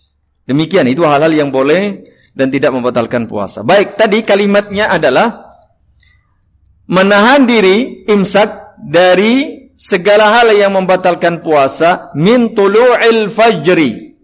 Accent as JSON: {"language": "Indonesian", "region": "Java", "country": "Indonesia", "said": "Paling pas bahasa Jawa karena saya orang Jawa ya, mohon maaf."}